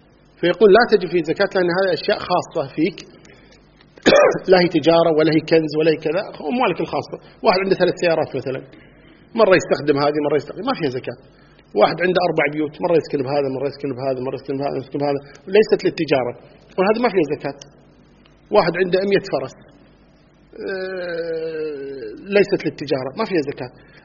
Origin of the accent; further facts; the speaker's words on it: Kuwait; مثل أهل البادية مثلا عندنا في الكويت هنا